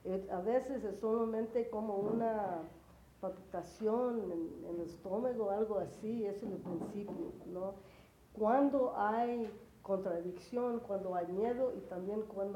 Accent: United States; quiénes somos como chicanos, como chicanas especialmente

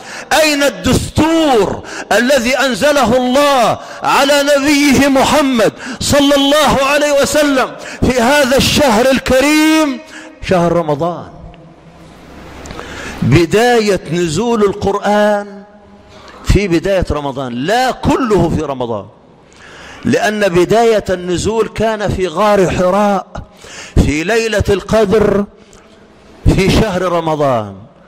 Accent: Egypt; اللهم اجعل بلدنا مصر أمنا أمانا، سخاء رخاء

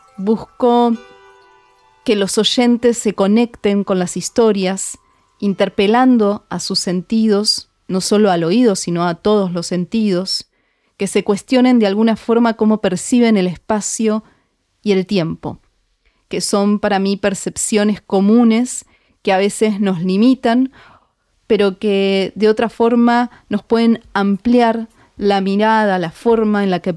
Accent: Buenos Aires, Argentina; also born or lived in Mexico; now in Córdoba, Argentina; Soy de Buenos Aires, viví 14 años en México y ahora vivo en Córdoba.

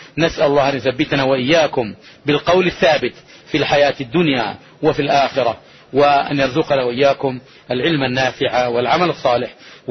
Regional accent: Saudi Arabia; هو المنهج الرباني الذي قامت عليه هذه بلادنا المملكة العربية السعودية منذ تأسيسها منذ 3 قرون

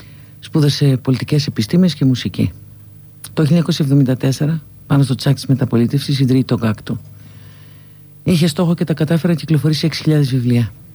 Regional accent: Larissa, Thessaly, Greece; Είμαι από τη Λάρισα και στη Λάρισα δεν πήγα ποτέ.

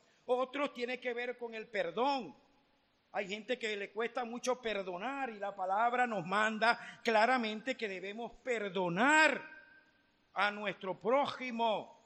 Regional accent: Venezuela; Como venezolanos nos sobra todo de todo

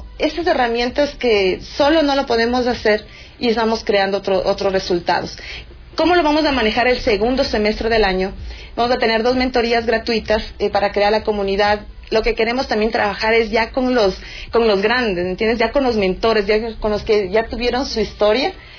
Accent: Ecuador; mayor retos como ecuatorianos, que estamos claros de que el Ecuador tiene mucho talento

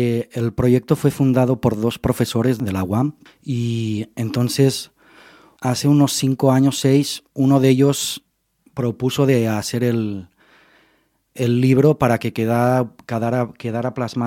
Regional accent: Lleida, Catalonia, Spain; yo que soy de Lérida

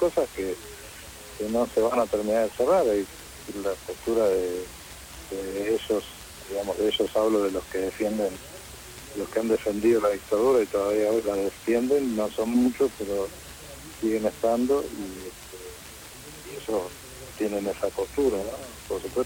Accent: Mar del Plata, Buenos Aires Province, Argentina; now in Buenos Aires, Argentina; yo me vine de Mar del Plata a Buenos Aires, me escondí

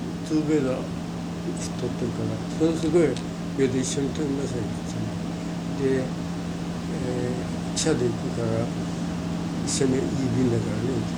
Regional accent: Wakayama, Japan; 和歌山県です。

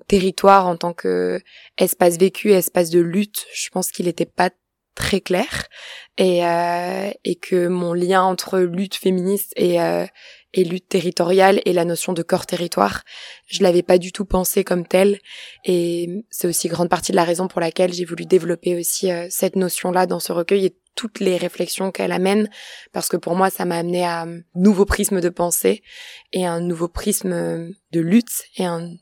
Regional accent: France; je suis une femme cisgenre, non racisée, française. J'ai grandi en France dans des milieux essentiellement urbains, dans les années 90

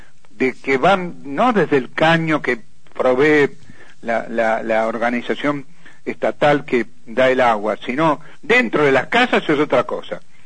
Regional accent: La Plata, Buenos Aires Province, Argentina; Yo, que soy de La Plata, una persona de bastante tiempo, nunca vi una cosa igual.

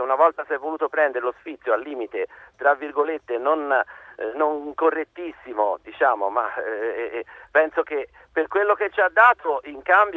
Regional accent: Livorno, Tuscany, Italy; io sono livornese, ma sono nativo, sono diciamo padre messinese, madre lucchese, sono qui, diciamo, vivo in questa città per lavoro e basta.

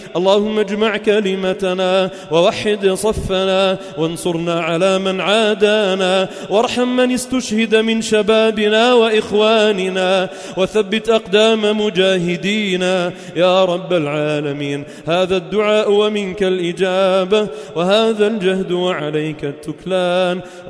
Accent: Sidon, South Governorate, Lebanon; وعلى بلدنا لبنان وعلى صيداء وما حولها

